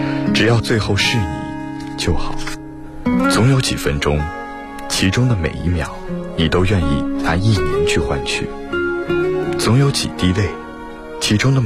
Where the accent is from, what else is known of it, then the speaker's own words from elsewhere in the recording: Jinhua, Zhejiang, China; 我来自浙江金华，我是一名在校大学生。